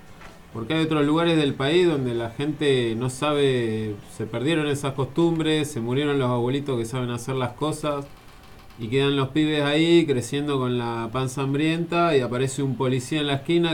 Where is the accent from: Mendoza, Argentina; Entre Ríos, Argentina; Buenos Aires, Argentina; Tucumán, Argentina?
Buenos Aires, Argentina; yo vengo de la ciudad de Buenos Aires